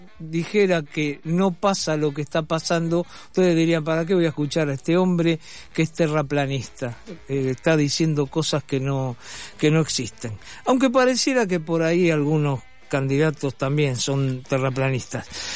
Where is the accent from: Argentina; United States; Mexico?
Argentina; así somos los argentinos, ¿no?